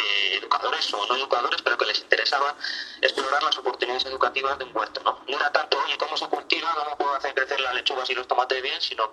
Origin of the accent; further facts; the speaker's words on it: Madrid, Community of Madrid, Spain; somos de Aluche de toda la vida y hemos estado mucho tiempo en Carabanchel, pero en los últimos tiempos estamos aquí en Usera, aunque no estamos muy integrados, muy asentados, muy enraizados en el barrio y en el distrito